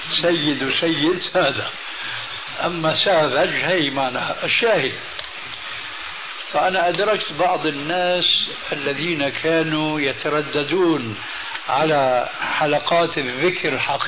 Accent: Syria

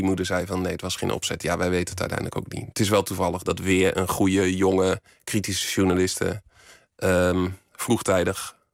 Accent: Borne, Overijssel, Netherlands; accent: Twente; Ik kom uit Twente. Dat is misschien nog een beetje te horen in mijn tongval.

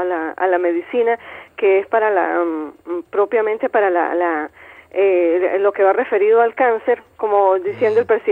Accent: Venezuela; somos todos venezolanos, esta es nuestra ciudad.

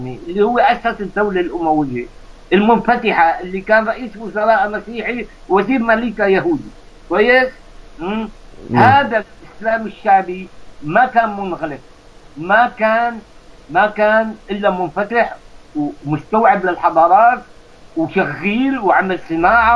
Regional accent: Aleppo, Aleppo Governorate, Syria; نحن اولاد حلب يعني انت بتعرف انا كمان حلبي

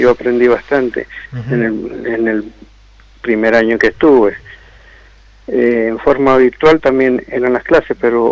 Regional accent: Godoy Cruz, Mendoza, Argentina; Yo soy de Godoy Cruz, quedo fuera.

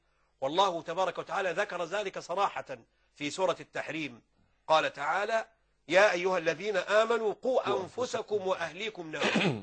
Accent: Upper Egypt, Egypt; لا هو خدها يعني اتجوزها عندنا في الصعيد

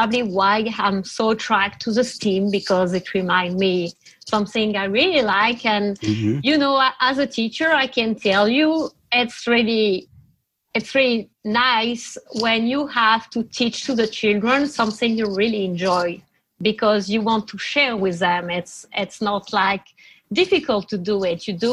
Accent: France; first language fr; English is a second language; moved away as an adult; now in Minneapolis, United States; So I'm French, as you can hear. I'm from France, and I was teacher for like 10 years in France, and I moved to the Twin City in 2017.

